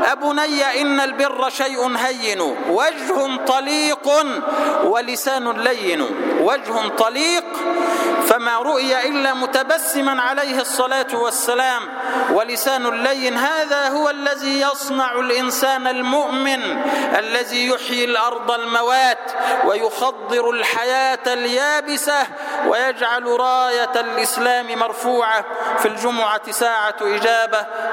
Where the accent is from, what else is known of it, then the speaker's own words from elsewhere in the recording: Egypt; اجعل بلدنا مصر سلما سلاما، أمنا أمانا